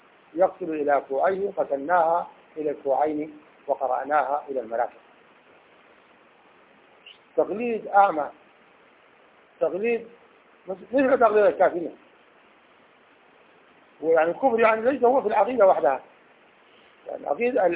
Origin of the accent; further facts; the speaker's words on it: Sudan; في بلدنا السودان في